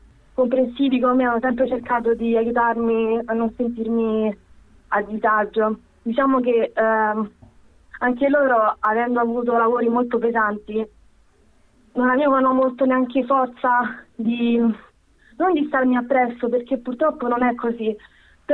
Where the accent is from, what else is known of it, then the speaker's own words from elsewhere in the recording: Serbia; now in Italy; Quindi c'è tutto quanto un gap di quando ero piccola, che non ho vissuto il mio paese. Poi comunque io, non essendo fluente nel serbo, lo capisco ma non lo parlo bene.